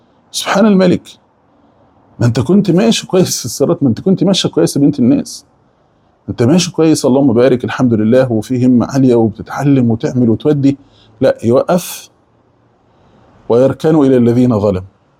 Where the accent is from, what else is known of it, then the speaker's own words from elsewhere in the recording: Egypt; يعني اقول احنا كمصريين فص ملح وداب